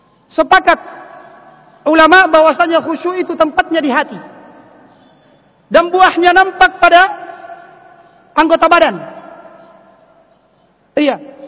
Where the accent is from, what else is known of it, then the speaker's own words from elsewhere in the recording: Kajang, South Sulawesi, Indonesia; Kalau di kampung saya di Kajang, di Bulukumba daerah Kajang sana, itu khusyuknya seperti itu, ya.